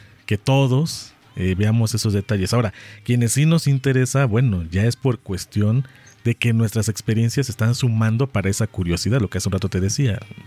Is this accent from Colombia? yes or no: no; Mexico; para los que somos mexicanos y tú vas viendo cómo se van tomando temas